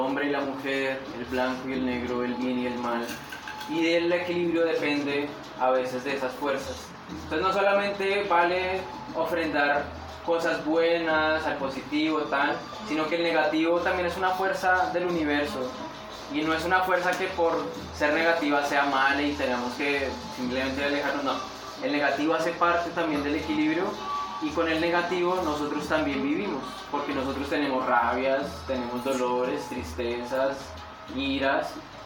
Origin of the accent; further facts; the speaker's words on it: Putumayo, Colombia; vengo de Colombia, vivo en el Putumayo, en una de las zonas más tremendas de este planeta, un lugar, un territorio en el que los Andes y la Amazonía se encuentran